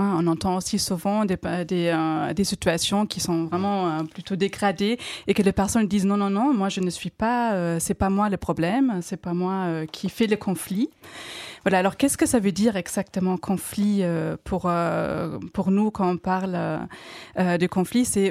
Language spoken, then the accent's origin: French; Germany; French is a second language; moved away; les petits accents que j'ai, j'ai appris le français à l'âge adulte, hein, je suis allemande.